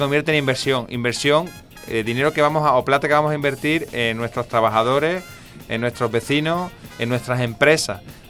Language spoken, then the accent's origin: Spanish; Ceuta, Spain; born there; Yo nací en Ceuta, que es una pequeña ciudad que está en África, al norte de África y enfrente de la península ibérica.